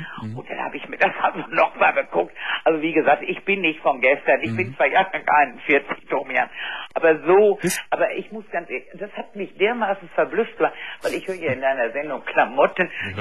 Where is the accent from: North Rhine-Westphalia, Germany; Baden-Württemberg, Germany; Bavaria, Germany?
North Rhine-Westphalia, Germany; Düsseldorf; ich komme aus Düsseldorf, mhm, und deren Dorf ist also ein sehr gutes, zur Altstadt nahe, 15 Minuten zu laufen.